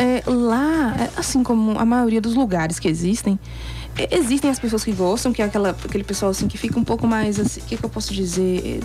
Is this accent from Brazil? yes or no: yes; Juvenília, Minas Gerais, Brazil; born there; Porque Carinhanha é ali pertinho da cidade onde eu nasci. Cidade que eu sou natural, Juvenilha.